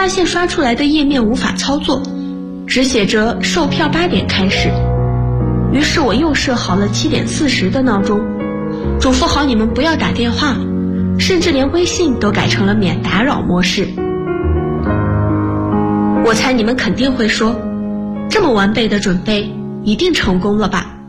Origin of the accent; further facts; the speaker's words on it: Lanzhou, Gansu, China; now in Nanjing, China; ，来自甘肃兰州，我在南京大学，距离我的家乡1705公里。